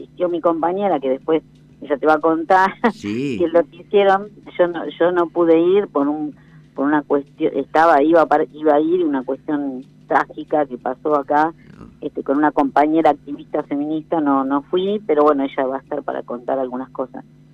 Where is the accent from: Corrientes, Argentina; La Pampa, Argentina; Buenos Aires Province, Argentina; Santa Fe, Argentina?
La Pampa, Argentina; General Pico; Somos las dos de General Pico.